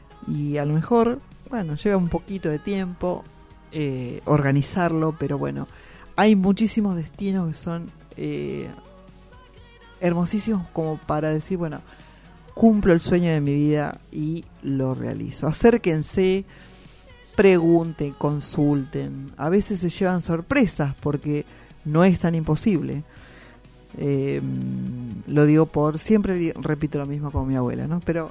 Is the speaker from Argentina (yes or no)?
yes; Argentina; nosotros tenemos la obligación como argentinos de conocer nuestras queridísimas cataratas del Iguazú